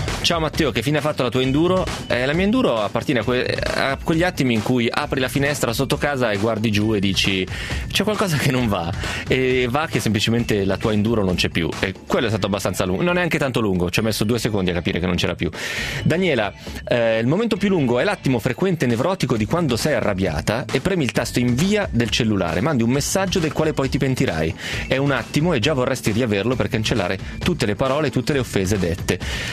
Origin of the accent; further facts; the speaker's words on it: Romentino, Piedmont, Italy; quello che aggiustava le biciclette a Romentino, al mio paese